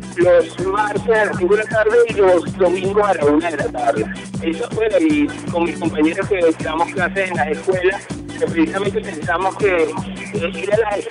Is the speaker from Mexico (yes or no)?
yes; Mexico; nuestro derecho a la originaria, que somos mexicanos